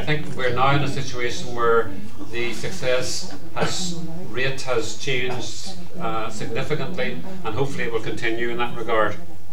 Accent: Ireland; those of us who see ourselves as Irish have had no official recognition

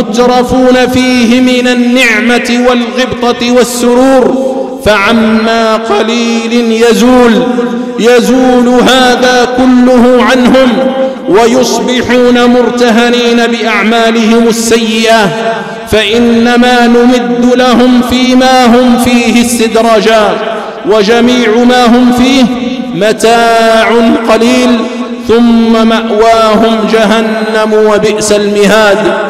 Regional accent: Algeria; فبلادنا الجزائر يا عباد الله، بلادنا الجزائر أيها الشباب

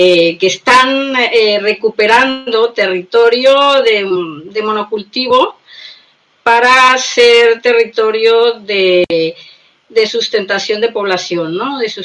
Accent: Colombia; moved away; yo soy migrante, soy colombiana.

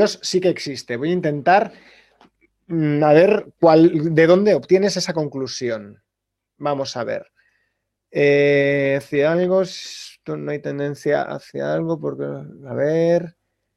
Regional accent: Valladolid, Castile and León, Spain; now in Seville, Spain; soy de Valladolid, estudié en León y ahora mismo vivo en Sevilla.

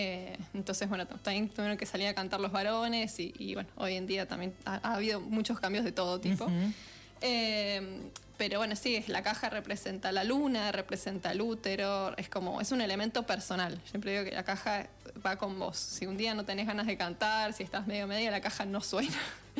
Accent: Buenos Aires, Argentina; yo no soy porteña, pero crecí en Buenos Aires, entonces no conocía ni la música, ni la cultura, ni nada.

